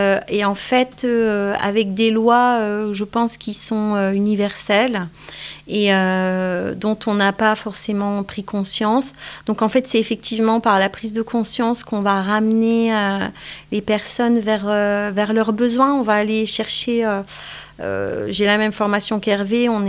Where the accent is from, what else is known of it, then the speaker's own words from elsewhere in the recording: Grand Est, France; moi je suis originaire des Vosges